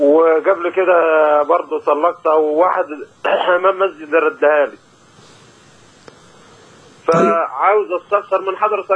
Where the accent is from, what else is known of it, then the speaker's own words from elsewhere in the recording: Beni Suef, Beni Suef Governorate, Egypt; now in Jordan; من بني سويف.